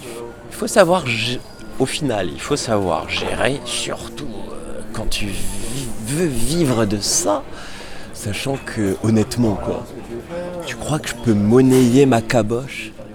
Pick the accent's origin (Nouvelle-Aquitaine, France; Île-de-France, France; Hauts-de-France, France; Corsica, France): Corsica, France; Parce que ben, chez nous en Corse, il y en a plein.